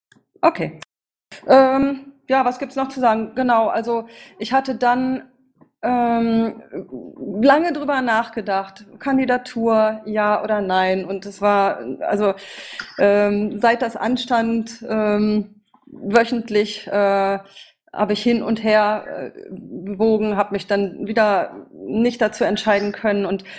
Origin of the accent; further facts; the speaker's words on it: Berlin, Germany; Zu mir, ich komme aus Berlin